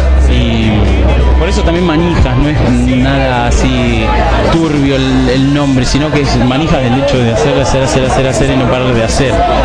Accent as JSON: {"language": "Spanish", "region": "Chubut", "country": "Argentina", "said": "Como la tecladista venimos del sur, venimos de Chubut."}